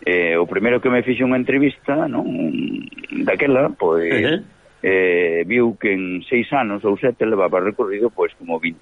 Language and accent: Galician; Galicia, Spain; Estou na miña terra estou ao lado dos montes, dos campos de Galicia, do mar de Galicia, de todos os galegos, e aquí estou feliz.